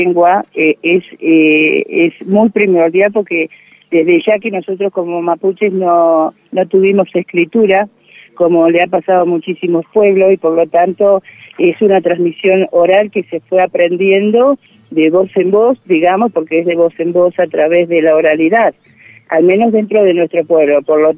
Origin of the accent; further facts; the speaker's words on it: Puerto Madryn, Chubut, Argentina; soy de Chubut, Puerto Madryn, mujer mapuche tehuelche.